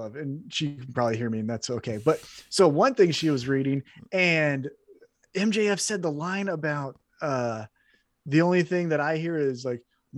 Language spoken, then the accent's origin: English; Independence, Missouri, United States; I'm just worried because he's going to be saying next week about my hometown. Like, it's not Kansas City. It's specifically Independence.